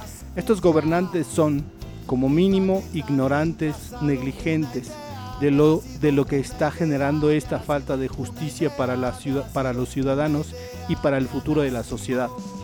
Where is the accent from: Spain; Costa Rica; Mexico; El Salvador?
Mexico; Nos atañe como ciudadanos, como ciudadanas, como mexicanos, como mexicanas